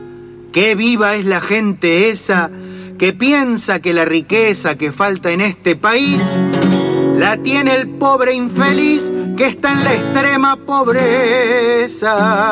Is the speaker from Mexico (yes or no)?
no; Los Toldos, Buenos Aires Province, Argentina; born there; also born or lived in Necochea; now in Nueve de Julio, Argentina; De Los Toldos, nací en Los Toldos, después nos fuimos a vivir un par de años a Necochea. Uh-huh. Y bueno, y después, hace ya como más de 30 años que estamos en 9 de julio. Uh-huh. Provincia de Buenos Aires.